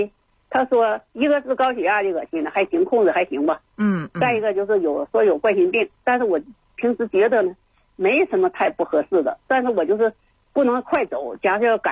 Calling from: Beijing, China; 我是北京的一位81岁的老人

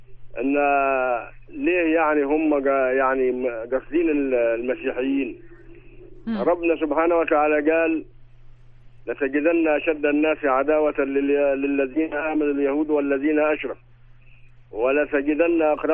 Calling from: Sohag Governorate, Egypt; انا بنكلمك من سوهاج، مدير عام بالمعاش.

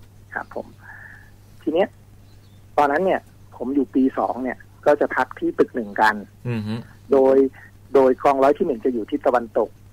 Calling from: Bangkok, Thailand; อยู่แถววัชรพลครับผม

